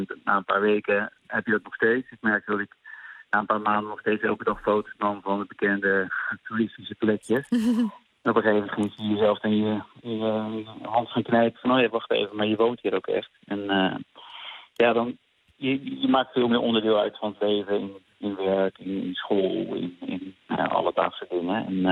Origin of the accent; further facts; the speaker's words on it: Netherlands; Ja, dat zou ik, ja. Als Nederlander zou ik het zeker doen.